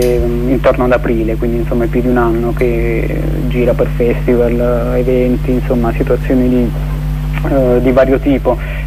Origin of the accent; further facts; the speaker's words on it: Apulia, Italy; io sì, essendo pugliese